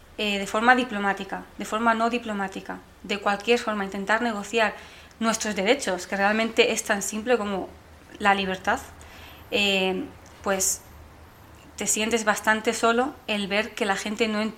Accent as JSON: {"language": "Spanish", "country": "Spain", "lives_now": "London, United Kingdom", "said": "soy española palestina, resido entre Londres y Santander"}